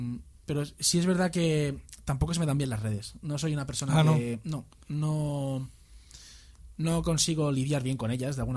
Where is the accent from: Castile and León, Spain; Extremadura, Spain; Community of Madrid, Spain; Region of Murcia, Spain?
Community of Madrid, Spain; Vallecas; Yo soy de Vallecas también, macho.